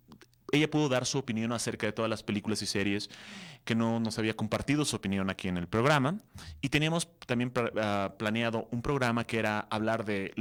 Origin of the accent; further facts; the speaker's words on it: Mexico City, Mexico; born there; regresé ahorita a mi tierra natal, a mi lugar adoptivo, al lugar que más amo, que es la Ciudad de México